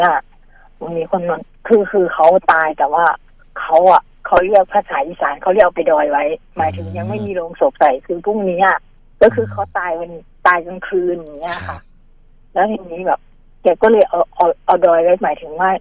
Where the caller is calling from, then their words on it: Khon Kaen, Thailand; ก็โทรมาจากขอนแก่นนะคะ